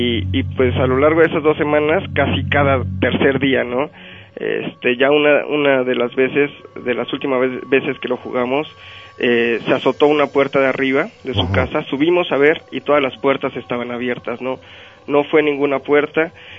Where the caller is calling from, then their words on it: Atizapán, State of Mexico, Mexico; yo soy de acá de Atizapán.